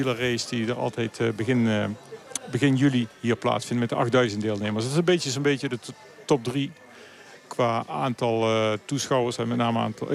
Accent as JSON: {"language": "Dutch", "country": "Netherlands", "moved": "yes", "said": "Ik ben hier zelf heel vaak gaan fietsen voordat ik als Nederlandse toerist, toen ik nog in Nederland woonde."}